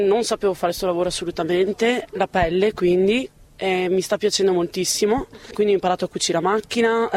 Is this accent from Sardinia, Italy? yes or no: no; Padua, Veneto, Italy; vengo da Padova e ho 30 anni.